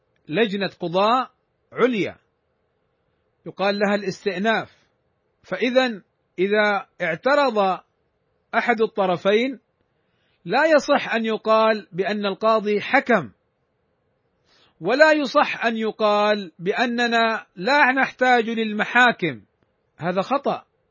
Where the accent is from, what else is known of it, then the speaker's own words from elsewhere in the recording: Saudi Arabia; والقضاء عندنا في المملكة العربية السعودية